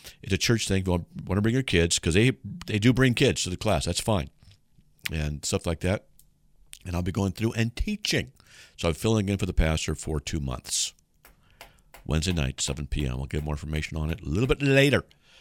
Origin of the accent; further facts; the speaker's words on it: California, United States; I'm from Southern California and love Idaho.